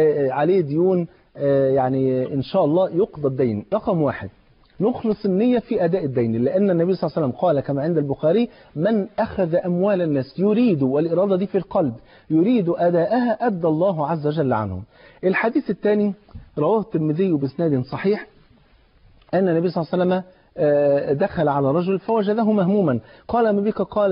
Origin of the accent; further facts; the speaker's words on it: Egypt; المثل عندنا في مصر بيقول يا بخت من بات مظلوم ولا يباتش ظالم.